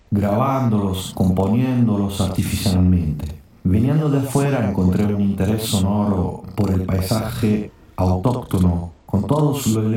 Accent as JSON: {"language": "Spanish", "country": "Italy", "second_language": "Spanish", "moved": "yes", "lives_now": "San Juan, Argentina", "said": "soy italiano, 5 años que estoy radicado en la provincia de San Juan."}